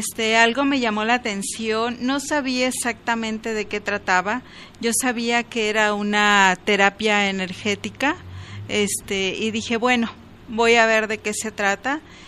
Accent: Escuinapa, Sinaloa, Mexico; born there; also born or lived in Culiacán; now in Guadalajara, Mexico; Yo soy nacida en el estado de Sinaloa. Originalmente nací en Escuinapa, un pueblo pues ya grande actualmente, con mucho mango, mucho camarón, mucha pesca, mucha playa.

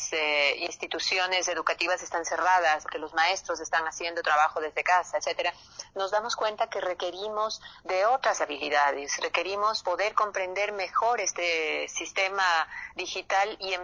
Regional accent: Ecuador; las necesidades que tenemos nosotros como ecuatorianos.

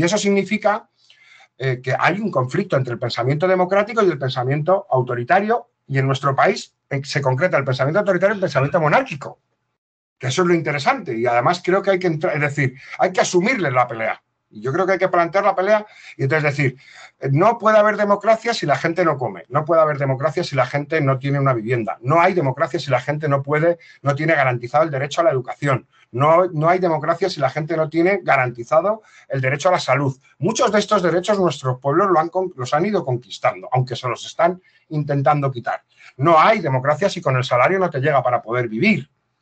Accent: Spain; como los españoles somos tan díscolos y nos peleamos entre nosotros

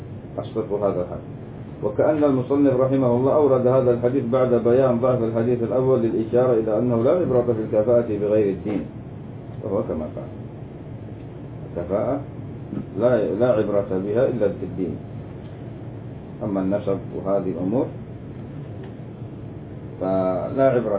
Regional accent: Yemen; وهذا عندنا في اليمن يقولوا إيش ما نزوج مرجيس

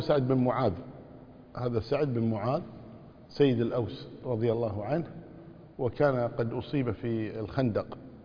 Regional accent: Kuwait; عندنا في الكويت كنا نقول باب أبو خوخة

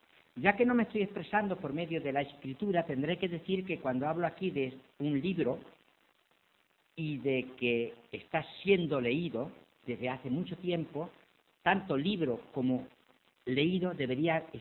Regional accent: Spain; ya que como españoles, si medimos nuestros hábitos de lectura con los países de nuestro entorno más inmediato

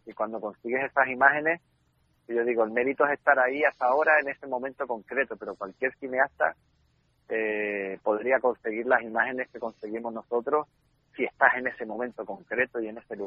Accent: Canary Islands, Spain; iba a decir miles de horas, pero ya se exageraría como buen canario

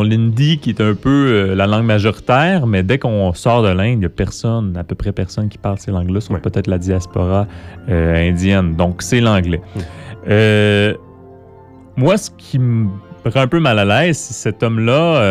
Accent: Quebec, Canada; parce que je suis un Québécois qui parle français

